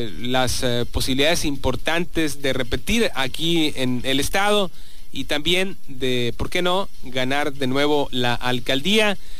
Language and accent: Spanish; Sonora, Mexico; quienes somos sonorenses estamos muy orgullosos de esta máxima casa de estudios